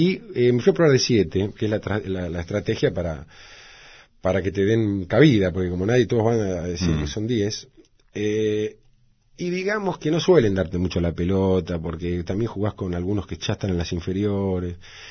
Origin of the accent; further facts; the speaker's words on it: Villa Luro, Buenos Aires, Argentina; also born or lived in Morón / Castelar; Sí, nací en vivía en Castelar y nací en Morón. Y después, en el año 68, me mudé a Villaluro y ahí transcurrió la mayor parte de mi vida, digamos. Todo lo que es la niñez, adolescencia.